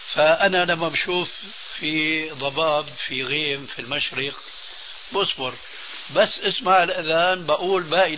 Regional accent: Damascus, Damascus Governorate, Syria; كما يقولون عندنا في الشام،

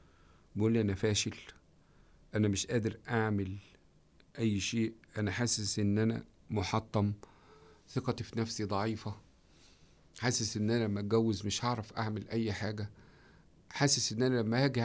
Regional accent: Egypt; قلت له ده احنا عندنا في مصر بتلم الجيران

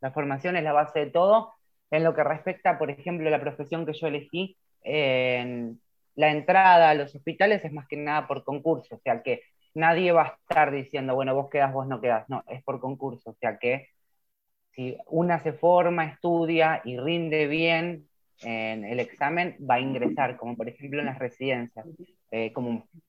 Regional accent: Ituzaingó, Buenos Aires Province, Argentina; fui la primera que lo hice acá en el municipio de Ituzaingó, porque yo soy de Ituzaingó

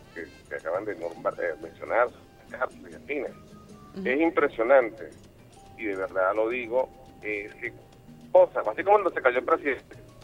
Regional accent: Venezuela

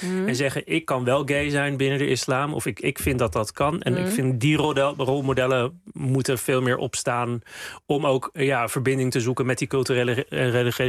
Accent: Amsterdam, North Holland, Netherlands; Ik kom zelf uit Amsterdam-West, dus de buurten Slotervaart en Osdorp, met een groot aandeel mensen met een migratieachtergrond. Mm-hmm. Dus ik weet ook, toen ik daar zelf opgroeide, voel ik me ook niet veilig om daar uit de kast te komen.

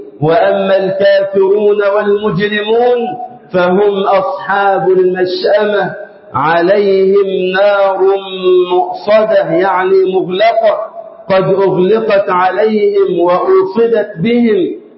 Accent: Egypt; اللهم اجعل بلدنا مصر أمنا أمانا وسائر بلاد

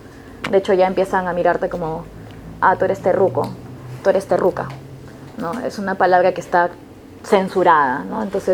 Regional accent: Lima, Peru; Venimos desde Lima, Perú.

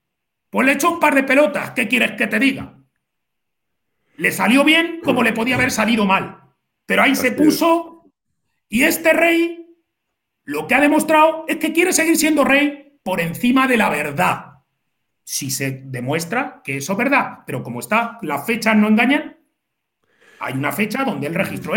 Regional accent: Spain; yo creo que ya no somos los españoles de la época de mis padres, traumatizados por la dictadura, la guerra y todo eso.

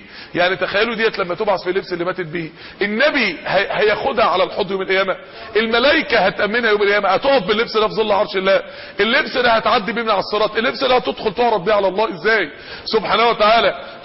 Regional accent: Mansoura, Dakahlia, Egypt; وده ساكن قدام اكبر منطقه فيها نوادي افراح عندنا في المنصوره

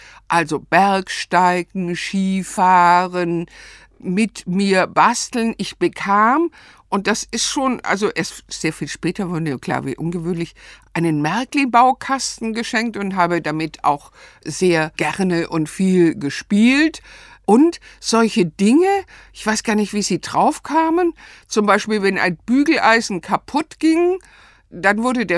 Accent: Stuttgart, Baden-Württemberg, Germany; also born or lived in Ludwigsburg; dann ging es zurück nach Stuttgart. Aufgewachsen bin ich in Stuttgart-Bad Cannstatt.

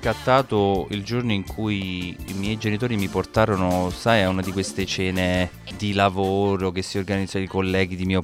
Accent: Campobasso, Molise, Italy; Io vengo da Campobasso, che per chi non lo sapesse...

